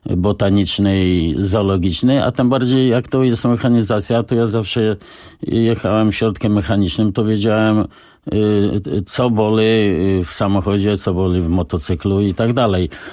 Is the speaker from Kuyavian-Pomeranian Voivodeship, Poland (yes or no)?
no; Warsaw, Masovian Voivodeship, Poland; No właśnie, wywodzę się z Targówka, tej części najstarszej w Warszawie